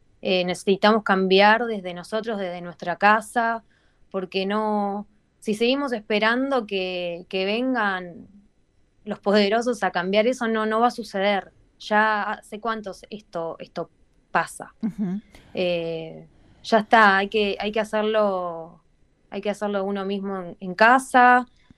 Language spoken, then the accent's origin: Spanish; Argentina; cuando digo de dónde soy, que soy de Argentina, lo primero que me dicen es, ah, asado.